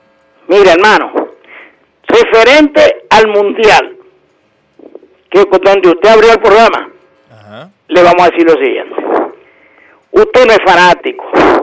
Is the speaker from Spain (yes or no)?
no; Venezuela; como revolucionario, perfecto, como bolivariano y como venezolano de pura cepa.